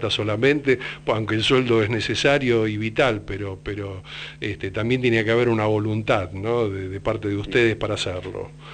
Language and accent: Spanish; Argentina; yo soy argentino y mi caída en Paraguay obedece a una articulación solidaria